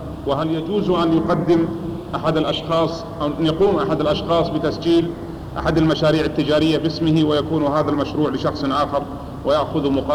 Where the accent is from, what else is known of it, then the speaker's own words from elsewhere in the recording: Jeddah, Makkah Province, Saudi Arabia; now in Medina, Saudi Arabia; فهل فترة مكوثي هنا في المدينة المنورة للدراسة في الجامعة أخذ حكم المسافر لأنني من أهل جدة أصلا